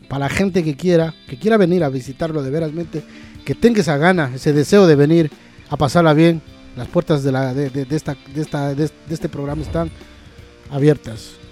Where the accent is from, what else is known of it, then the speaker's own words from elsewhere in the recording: Ecuador; Estamos también sonando en Ecuador, en mi país.